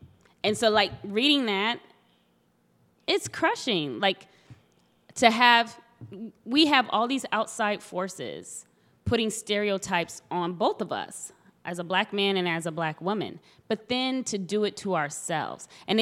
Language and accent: English; Texas, United States; because I'm from Texas, and University of Texas was really big with the affirmative action lawsuits